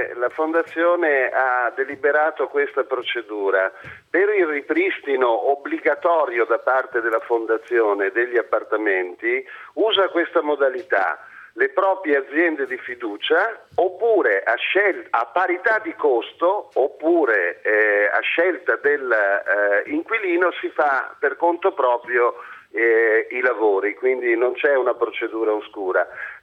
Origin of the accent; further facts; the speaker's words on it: Milan, Lombardy, Italy; io sono un lettore del Corriere della Sera da sempre, perché sono di Milano.